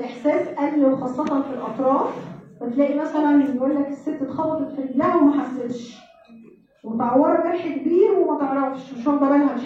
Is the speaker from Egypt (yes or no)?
yes; Egypt; جدول التطعيمات الإجباري اللي عندنا في مصر.